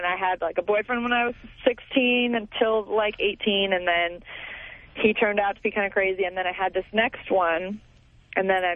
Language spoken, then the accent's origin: English; Agoura Hills, California, United States; I mean, I grew up in Agoura Hills, California. That's the only place I've ever lived.